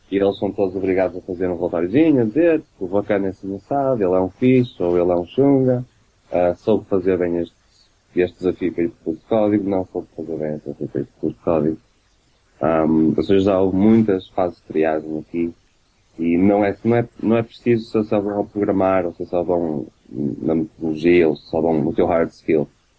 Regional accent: Porto, Norte, Portugal; Agora, eu sou do Porto, caralho.

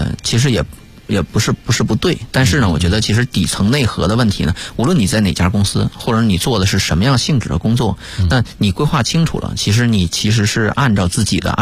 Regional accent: Northeast China, China; 我是东北人哈

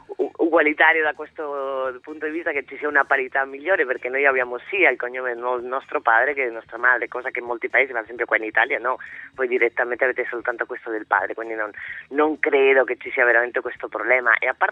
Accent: Spain; No, prima il padre, sono una spagnola ad hoc.

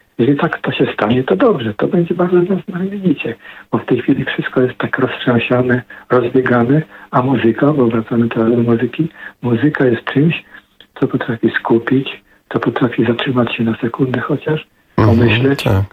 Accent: Poznań, Greater Poland Voivodeship, Poland; born there; also born or lived in Vancouver / Ottawa; now in Gdynia, Poland; jestem poznaniakiem, urodzonym w Poznaniu. Kocham Gdynię, bo tu mieszkam. Kocham Poznań, bo tam się urodziłem. Kocham Vancouver, kocham Ottawę, gdzie mieszkałem w Kanadzie.

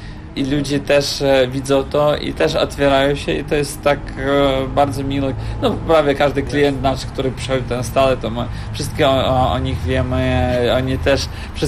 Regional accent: Kyiv, Ukraine; Polish is a second language; moved away as an adult; now in Poland; Pochodzimy z Ukrainy, przyjechaliśmy z Kijowa.

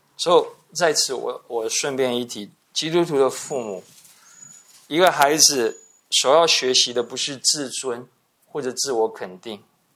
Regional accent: Taiwan; 我们台湾人是很重视姓名的

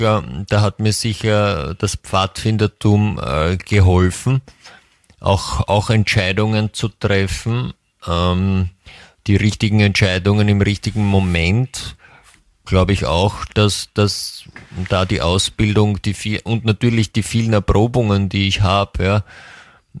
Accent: Austria; bei uns in Österreich kann man ja auch meistens früher gehen.

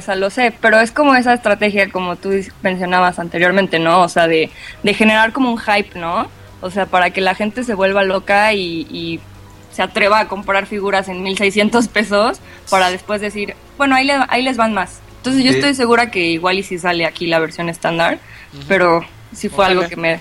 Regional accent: Cuernavaca, Morelos, Mexico; Yo soy de Cuernavaca.

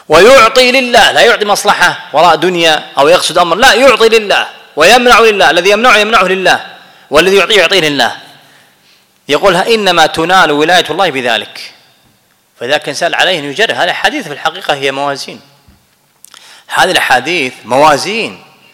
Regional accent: Kuwait; هذا لا أنا كويتي ابن البلد فأنا أحبه

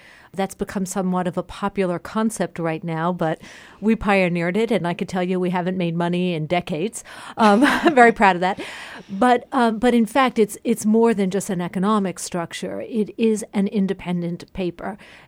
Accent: Philadelphia, Pennsylvania, United States; I come from Philadelphia

